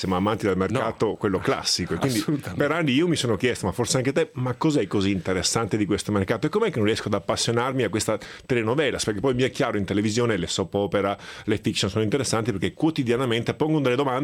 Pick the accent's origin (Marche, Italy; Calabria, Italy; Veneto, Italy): Veneto, Italy; Ma da buon veneto sono naturalmente un grande appassionato di ciclismo da anni